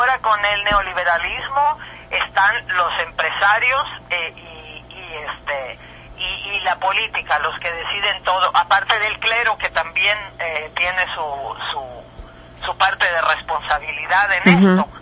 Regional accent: Mexico; Y deja tú lo de artista por un lado, como mexicana

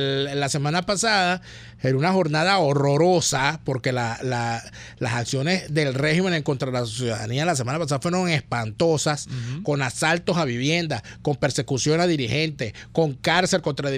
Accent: Venezuela; yo también soy ciudadano, yo también soy venezolano

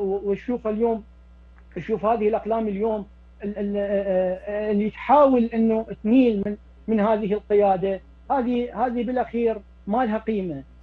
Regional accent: Iraq; بعد ما حل الصراحة الدمار ببلداننا بالعراق وبسوريا وبلبنان

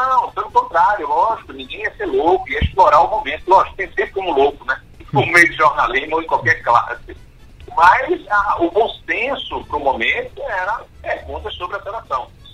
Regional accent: Northeast Region, Brazil; Dá orgulho de ver como nordestino

